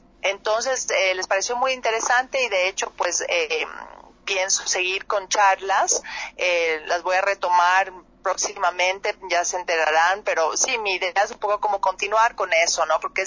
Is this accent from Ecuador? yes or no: yes; Ecuador; pero somos varios actores de Ecuador. Está Roberto Manrique, Diego Miñone y yo de Ecuador